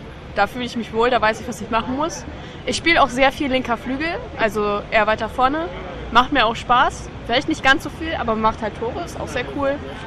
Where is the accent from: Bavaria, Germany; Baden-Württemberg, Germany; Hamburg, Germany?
Hamburg, Germany; ich bin 18 und ich bin aus Hamburg, also aus Deutschland und habe gerade Abi gemacht.